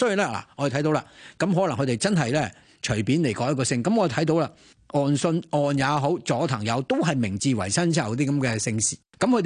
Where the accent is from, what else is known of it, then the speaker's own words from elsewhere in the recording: China; 如果我哋中國人角度嚟講，係難以接受嘅